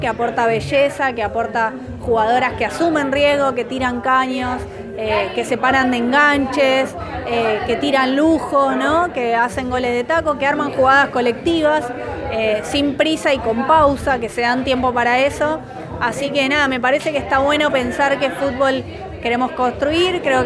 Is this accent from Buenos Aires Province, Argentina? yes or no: yes; Monte Grande, Buenos Aires Province, Argentina; En mi caso yo soy de Monte Grande, así que nada, conocí el lugar, conozco la zona y demás.